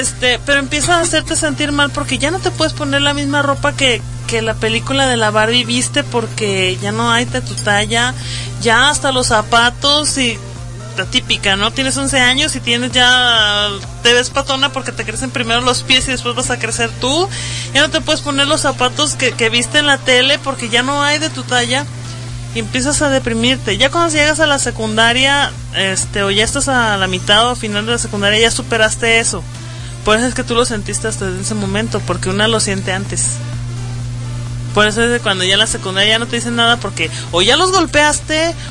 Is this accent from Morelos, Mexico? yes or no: yes; Morelos, Mexico; En lo personal yo también sufrí de obesidad infantil en una etapa de mi niñez, porque yo soy de Morelos, cuando llego aquí yo llegué delgada.